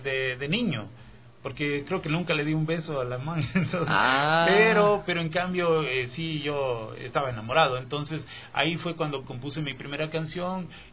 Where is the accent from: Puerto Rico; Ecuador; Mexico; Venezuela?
Ecuador; yo he tenido toda mi vida acá, entonces